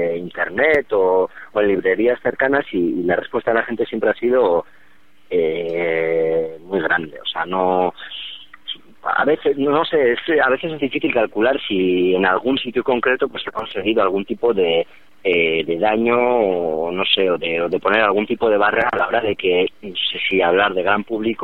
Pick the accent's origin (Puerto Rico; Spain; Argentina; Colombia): Spain; Basque Country; tenemos 22 años y estamos políticamente muy marcados, o sea, tanto a la izquierda como, bueno, como vascos que somos